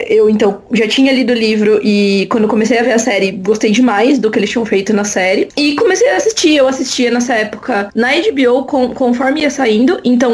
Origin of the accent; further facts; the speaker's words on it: Campinas, São Paulo, Brazil; Fui lá pra uma livraria aqui de Campinas, sou de Campinas, né?